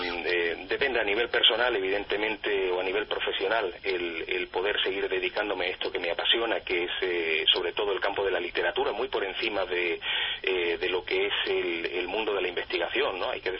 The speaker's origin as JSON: {"language": "Spanish", "region": "Andalusia", "country": "Spain", "said": "sin olvidar nunca Andalucía, que es mi tierra, con unas provincias maravillosas, llenas de misterios"}